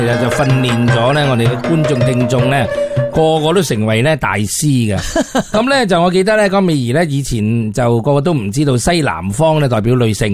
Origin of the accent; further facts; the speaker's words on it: Hong Kong; 其实喺过去咧，我哋香港人咧股票唔见钱咧